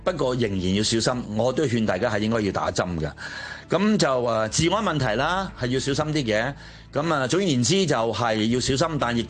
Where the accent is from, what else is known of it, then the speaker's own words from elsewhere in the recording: Hong Kong; 其實我哋作為香港人喺香港呢個地方，我哋係身在福中，一定要知福。